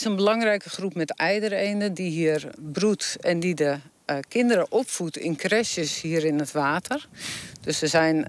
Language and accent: Dutch; Texel, North Holland, Netherlands; Ja, ik ben geboren en getogen op Texel. Vlak aan de duinen, vlak aan het bos.